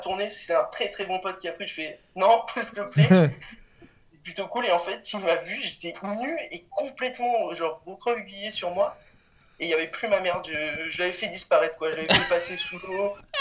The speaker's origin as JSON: {"language": "French", "town": "Cannes", "region": "Provence-Alpes-Côte d'Azur", "country": "France", "said": "je viens de Cannes."}